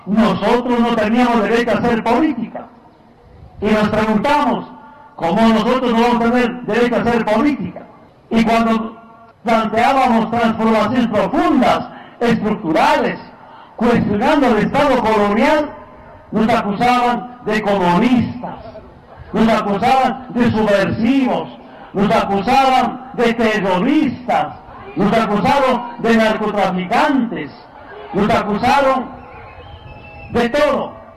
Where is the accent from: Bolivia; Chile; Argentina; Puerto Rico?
Bolivia; Yo pensé que solamente en mi tierra, en mi país, en Bolivia